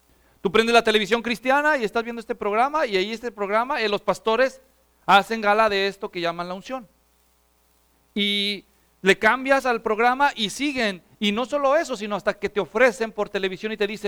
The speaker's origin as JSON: {"language": "Spanish", "town": "Guadalajara", "region": "Jalisco", "country": "Mexico", "tie": "born or raised there", "said": "la ciudad natal de donde yo soy, en Guadalajara, México."}